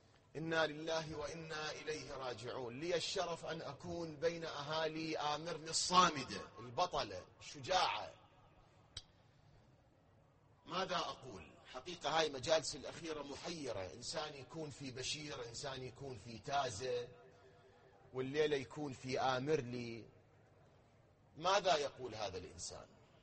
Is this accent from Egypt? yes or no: no; Iraq; كلامي للي يتابعون الآن بالفضائيات في العالم على مستوى بلدنا العراق